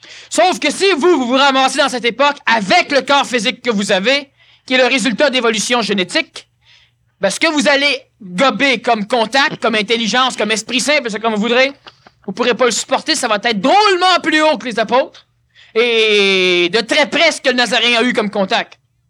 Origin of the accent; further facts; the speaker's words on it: Quebec, Canada; Je suis Québécois. Je suis né au Québec